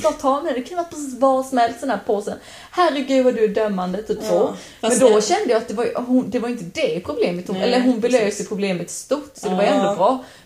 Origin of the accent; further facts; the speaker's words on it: Sävsjö, Jönköping County, Sweden; Vi kommer ju från Sävsjö allihopa, Sävsjö kommun.